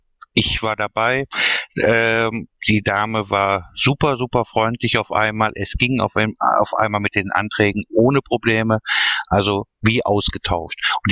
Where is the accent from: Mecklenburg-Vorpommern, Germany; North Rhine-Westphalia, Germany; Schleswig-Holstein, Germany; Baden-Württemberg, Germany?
North Rhine-Westphalia, Germany; Duisburg; ich komme aus Duisburg.